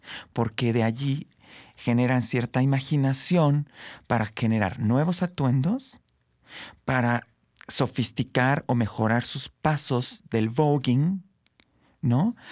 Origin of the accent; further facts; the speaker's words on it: Querétaro, Mexico; tú sabes, yo soy de Querétaro, y empiezo a ir a las prácticas en Querétaro.